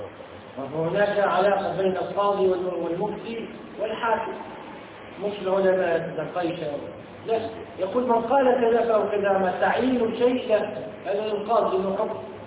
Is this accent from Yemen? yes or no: no; Tunisia; من عندنا في تونس